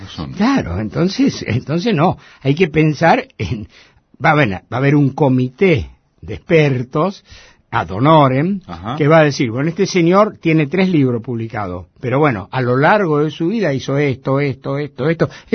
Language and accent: Spanish; Buenos Aires, Argentina; born there; yo nací en La Boca. En un conventillo de La Boca, en Gavotti Durance, todavía está.